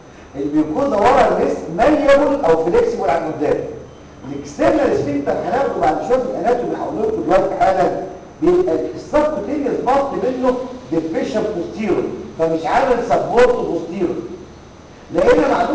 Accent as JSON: {"language": "Arabic", "country": "Egypt", "said": "خلينا نتكلم على مصر ما زال عندنا في مصر"}